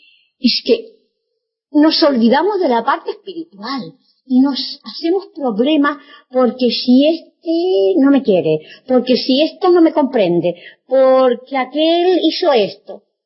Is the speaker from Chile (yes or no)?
yes; Chile; no como cuando era niña y adolescente en Chile.